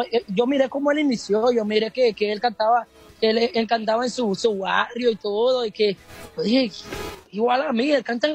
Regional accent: El Progreso, Yoro, Honduras; Es del Progreso y Oro.

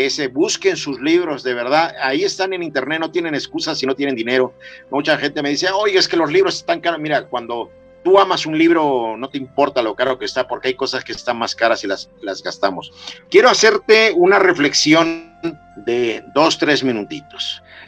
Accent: Mexico; Como latinos, como mexicanos, somos muy dados a criticar y criticamos

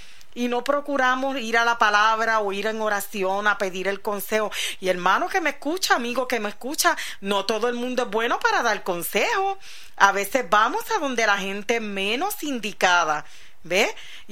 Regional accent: New York, United States; Que yo nací. Y me crié, parte de mi niñez fue en Nueva York, en Brooklyn

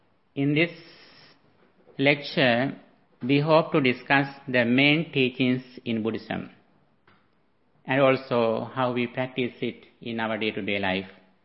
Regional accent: Sri Lanka; moved away as an adult; now in United States; As a person who came from Asia, I was born and raised in Sri Lanka. After that, I went to USA and I have been here for one decade.

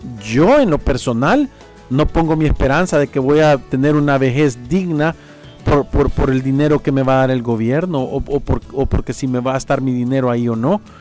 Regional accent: El Salvador; Nosotros como salvadoreños, yo he visto que se nos ha pegado una enfermedad que se llama de la victimización.

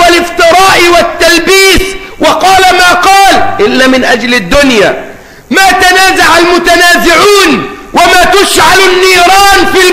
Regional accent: Egypt; تواجهنا كمصريين

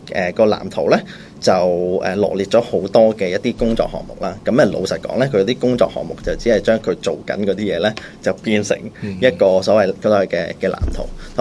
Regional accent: Hong Kong; 我哋香港人佢一年可以去十次日本，去八次台灣係完全冇問題嘅喎

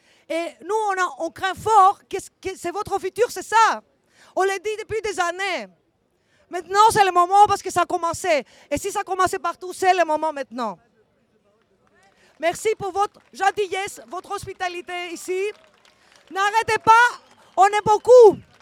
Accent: Thessaloniki, Central Macedonia, Greece; French is a second language; je viens de Thessalonique, Grèce.

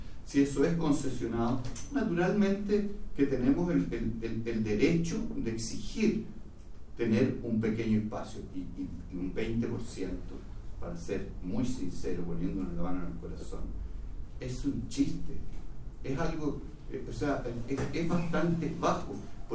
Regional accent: Chile; necesitamos realmente afianzarnos con identidad como chilenos en el mundo de la globalización

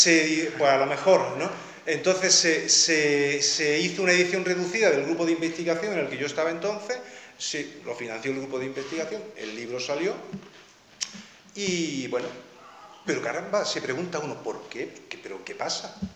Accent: Alhama de Granada, Andalusia, Spain; yo siempre me he sentido solo, aquí, en mi pueblo, me he sentido solo.

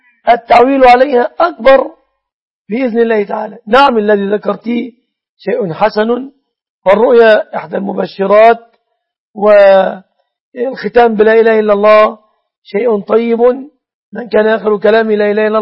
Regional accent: Egypt

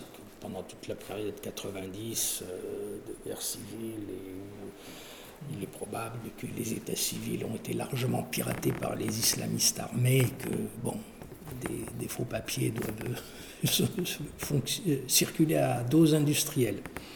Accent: France; born there; Il se trouve que je suis né en France. Et donc, j'ai été déclaré à l'été civil en France. Et comme beaucoup de Kabyles

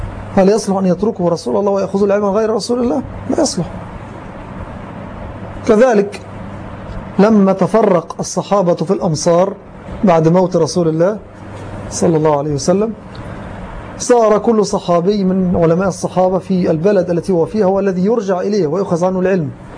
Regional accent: Egypt; وما أكثرهم في زماننا وفي بلدنا مصر للأسف

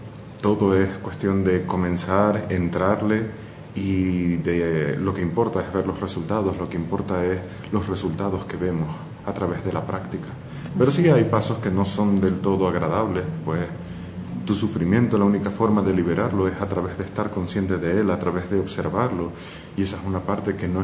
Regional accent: Spain; born there; soy de nacionalidad española, nací en España

